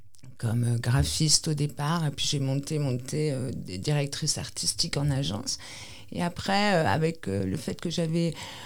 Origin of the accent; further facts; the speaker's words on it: Nouvelle-Aquitaine, France; Ici, c'est vraiment, voilà, on est basque, on perpétue les chants, la langue